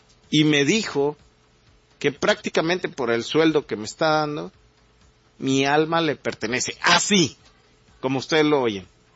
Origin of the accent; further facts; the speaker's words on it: Mexico; están sacando la cara por sobrevivir como mexicanos con nuestros ideales, con nuestras costumbres